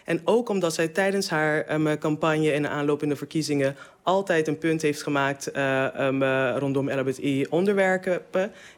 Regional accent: Curaçao; Ik ben opgegroeid op Curaçao.

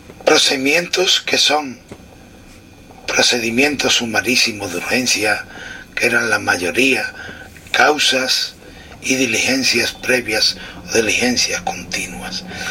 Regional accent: Cazalla de la Sierra, Andalusia, Spain; la represión del régimen franquista en mi pueblo, Casalla de la Sierra, y en los pueblos que conformaban el partido judicial que conformaba y encabezaba mi pueblo.

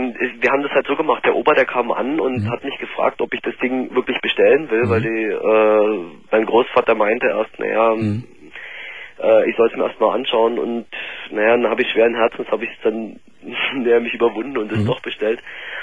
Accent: Germany; Ja, ich bin auch in Deutschland geboren.

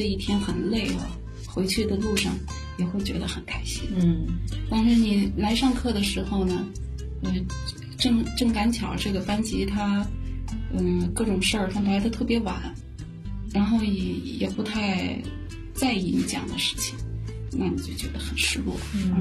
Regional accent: Linyi, Shandong, China; 我们不在城市，我出生在山东临沂的一个沂蒙山区。我们那个山区里是各个地方过去的，就是它是一个军工区域，军工厂。

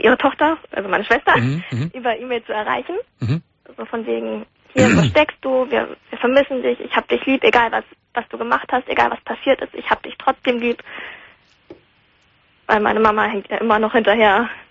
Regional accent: Hamburg, Germany; born there; weil ich wohne jetzt ja auch wieder in Schleswig-Holstein, weil wir sind ja alle gebürtig aus Hamburg.

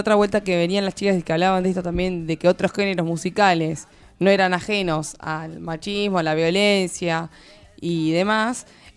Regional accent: Spain; Yo soy española

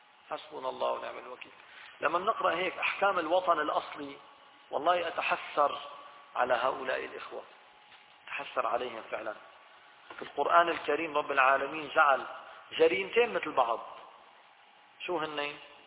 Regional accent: Syria; accent: Levantine Arabic; بس لتلاقي واحد عم يحكي في الحرم هيك بلهجتنا الشامية البسيطة هاي، تشعر حالك لا شعوريا تتمسك فيه

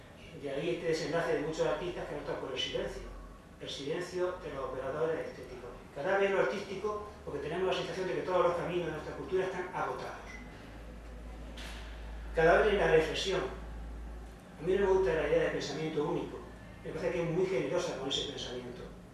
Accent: Murcia, Region of Murcia, Spain; soy muy mal hablador, soy de Murcia, no vocalizo bien.

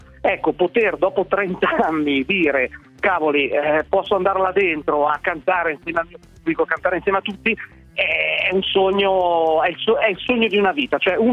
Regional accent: Pavia, Lombardy, Italy; nato, cresciuto Pavia, vivo ancora qui, insomma, appena fuori Pavia

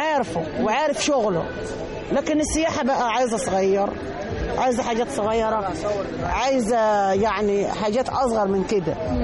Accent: Sohag, Sohag Governorate, Egypt

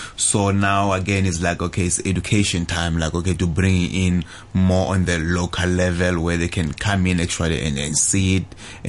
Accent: South Africa; because I come from South Africa.

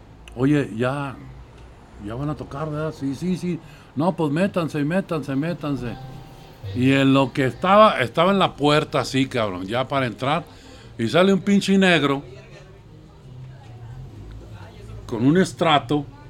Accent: Gómez Palacio, Durango, Mexico; now in Guadalajara, Mexico; soy originario de Gómez Balazos, Durango. Porque ya no se le llama Gómez Palacios.

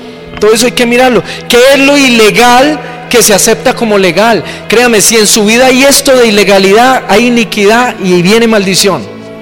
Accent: Buga, Valle del Cauca, Colombia; hice la investigación en Buga, que es mi ciudad natal

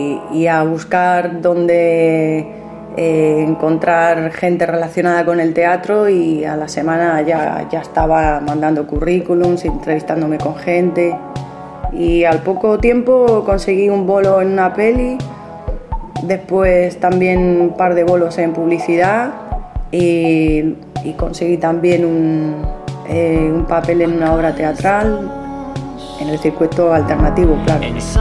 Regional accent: Segovia, Castile and León, Spain; moved away as an adult; now in Buenos Aires, Argentina; Soy española de una región en Castilla que se llama Segovia y vine a Buenos Aires hace 15 años a buscarme la vida como actriz.

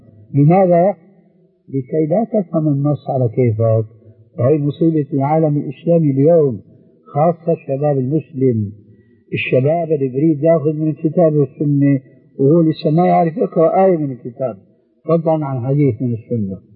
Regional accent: Syria; حتى يصير اللهي كما يقولون عندنا في الشام

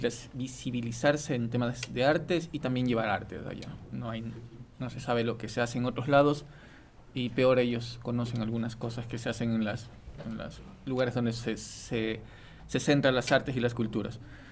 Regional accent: Guayaquil, Guayas, Ecuador; also born or lived in Quito; Soy guayaquileño, vengo viviendo en Quito y fuera del país estoy viviendo un tiempo.

